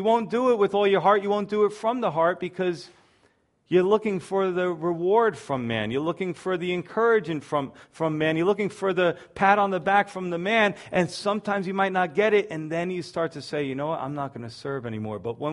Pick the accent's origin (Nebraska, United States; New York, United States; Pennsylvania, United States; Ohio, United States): New York, United States; You know, now I'm a New Yorker. I'm always thinking somebody's trying to scam me, right?